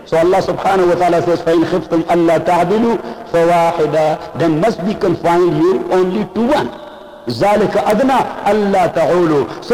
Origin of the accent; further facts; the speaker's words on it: Pashtun area, Pakistan; Me, Hafiz sir, Qari sir, and our two lalas, big brothers, we are from the Pashtun area. In Pashtun area, you cannot imagine to divorce your wife, because that is against the tradition of the Pashtun people.